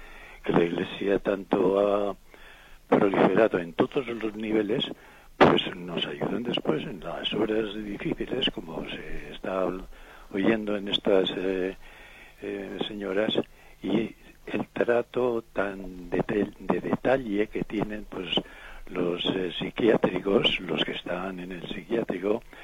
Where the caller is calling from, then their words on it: Vitoria, Basque Country, Spain; de Vitoria.